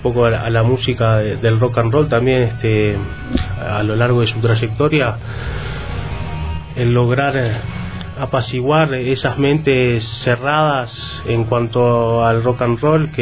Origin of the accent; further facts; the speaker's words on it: Uruguay; porque un poco como uruguayo, ¿no? Paisito al lado de la Argentina